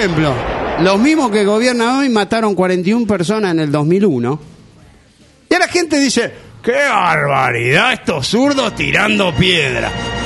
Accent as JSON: {"language": "Spanish", "town": "Villa Crespo", "region": "Buenos Aires", "country": "Argentina", "said": "Yo soy de Villa Crespo, obviamente voy a un gimnasio, volví al gimnasio en Villa Crespo"}